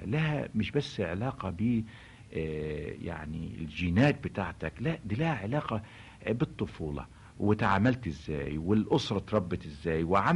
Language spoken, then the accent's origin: Arabic; Egypt; انا النهارده كمصري اتربيت في مصر وعشت في مصر وتمتعت بالثقافه المصريه والثقافه العربيه،